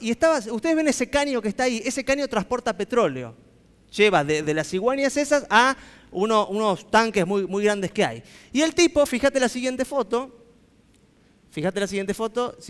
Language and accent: Spanish; Buenos Aires, Argentina; yo que nací en Buenos Aires, viví en Buenos Aires, sigo en Buenos Aires